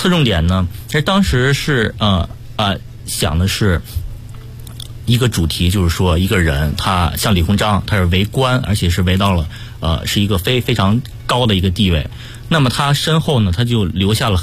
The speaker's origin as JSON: {"language": "Chinese", "region": "Tianjin", "country": "China", "said": "因为我本身是天津人。"}